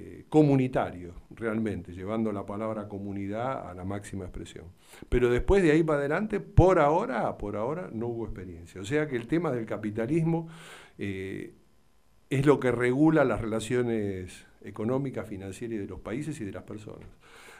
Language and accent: Spanish; Argentina; todos nos respetamos como ciudadanos, como argentinos.